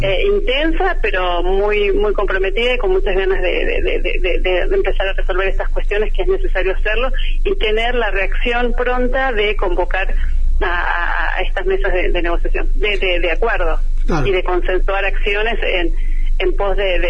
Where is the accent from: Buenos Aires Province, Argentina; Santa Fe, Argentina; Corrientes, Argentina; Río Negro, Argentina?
Río Negro, Argentina; Bariloche; also born or lived in Buenos Aires; Soy de Bariloche, mi familia es de aquí, de Bariloche, nací en esta ciudad, me fui a estudiar a Buenos Aires, estudié en la UBA, abogacía, y me volví a Bariloche a ejercer.